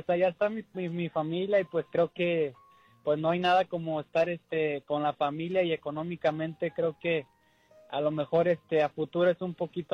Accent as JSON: {"language": "Spanish", "town": "Guadalajara", "region": "Jalisco", "country": "Mexico", "said": "Ah, de Guadalajara, Jalisco."}